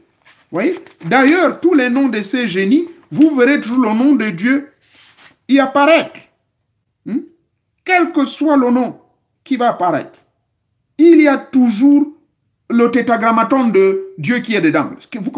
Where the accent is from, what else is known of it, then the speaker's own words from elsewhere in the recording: Gabon; celui que nous appelons chez nous au Gabon, Moussavou